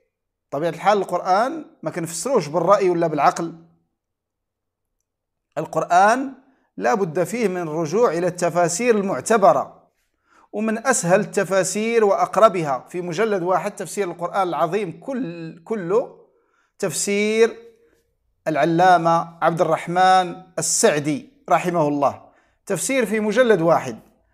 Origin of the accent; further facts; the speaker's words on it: Morocco; أشرف وأسعد بالتواصل معكم وهذا اللقاء المتجدد مع أحبتي في بلدي المغرب